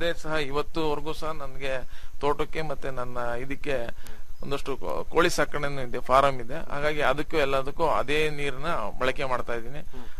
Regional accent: Shribidre, Karnataka, India; ನಂದು ಶ್ರೀಬಿದ್ರೆ ಅಂತ ಹೇಳ್ಬಿಟ್ಟು, ಕಡೂರು ತಾಲೂಕು ಸಕರೆಪಟ್ಟಣ ಹೋಬಳಿ.

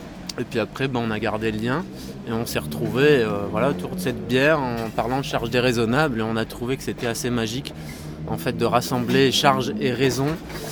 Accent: France; now in Belgium; Moi, pour ma part, je suis français d'origine

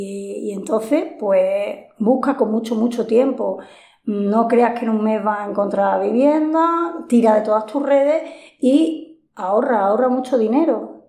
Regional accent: Spain; española, me genera mucha rabia, pero sobre todo me genera muchísima vergüenza.

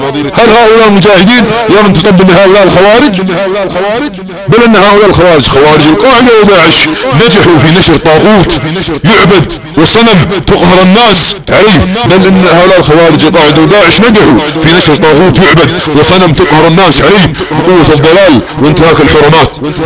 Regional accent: Saudi Arabia; انا سعودي عاقل، عندي كيان ووطن

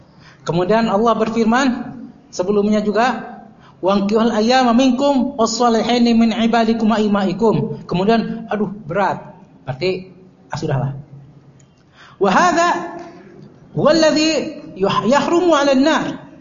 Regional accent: West Java, Indonesia; Ya, saya malu sebagai orang Sunda, karena saya juga orang Melayu juga sebenarnya.

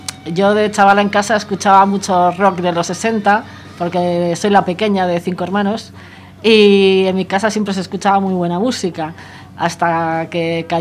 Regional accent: Santurtzi, Basque Country, Spain; yo soy de Santurce, de mi barrio y de la gente que yo andaba y conocidos

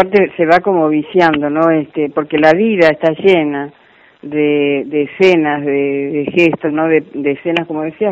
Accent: Córdoba, Argentina; uno como argentina y yo cordobesa, que yo estoy acostumbrada a dar un beso, allá no, el sistema es distinto.

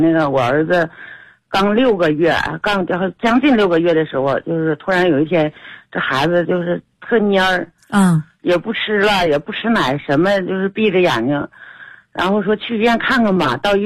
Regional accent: Heilongjiang, China; now in Tianjin, China; 我是黑龙江的，现在在天津。

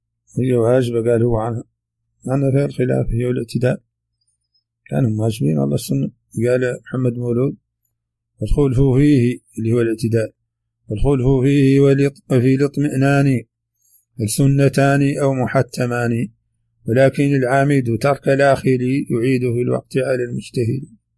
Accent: Mauritania; accent: Hassaniya; هذه ترجمة كلمات من لهجتنا الحسانية

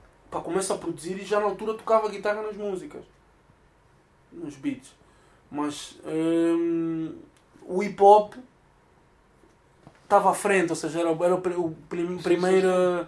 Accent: Cuba; also born or lived in Angola; now in Portugal; Eu nasci em Cuba, fui para Angola, vivi em Angola durante 2 anos, depois voltei para Cuba durante mais uns 3, 4 anos e depois vim cá para Portugal.

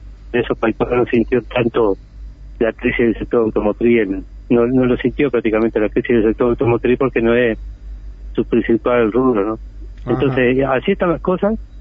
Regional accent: Paysandú, Uruguay; Yo soy trabajador de Paicuero. Soy de Paysandú

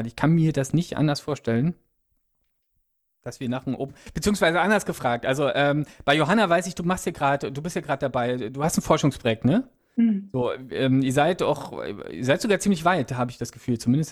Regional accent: Berlin, Germany; also Berlin ist meine Heimatstadt, deswegen höre ich immer noch Berliner Radio sehr viel

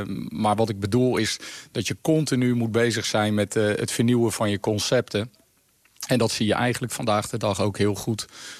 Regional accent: Netherlands; En daar zijn we eigenlijk als Nederlanders ook heel erg goed in.

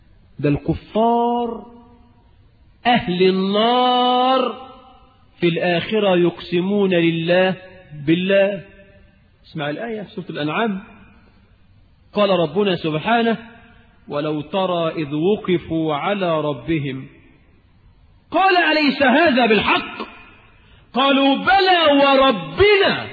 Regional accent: Cairo, Cairo Governorate, Egypt; فالميكروباصات عندنا في القاهرة

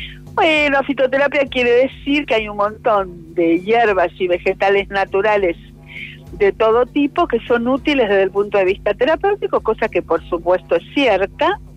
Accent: Basque Country, Spain; Yo creo en esas cosas, soy vasca. No, en serio, soy vasca.

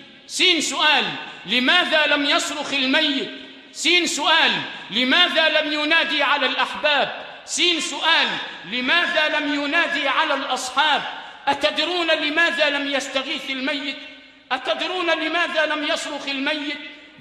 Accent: Sharqia Governorate, Egypt; أو مشايخنا الموجودين عندنا في الشرقية

